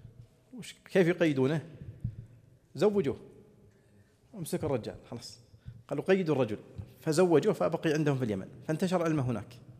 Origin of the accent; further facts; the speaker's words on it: Saudi Arabia; عندنا في السعودية الأحساء